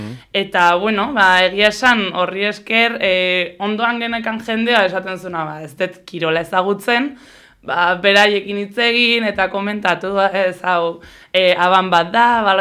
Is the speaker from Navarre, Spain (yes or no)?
no; Hondarribia, Basque Country, Spain; ni Hondarribikoa naiz